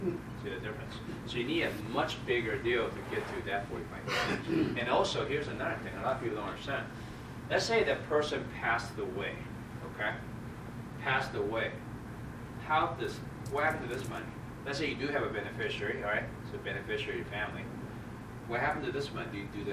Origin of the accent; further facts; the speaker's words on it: North Carolina, United States; I'm from North Carolina.